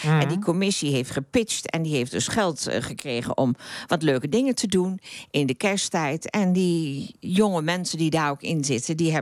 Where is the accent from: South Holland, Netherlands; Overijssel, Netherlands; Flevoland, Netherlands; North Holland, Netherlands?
Overijssel, Netherlands; Ootmarsum; toen noemde ik dat ik uit Ootmarsum kwam en dat ik daar het bedrijf had.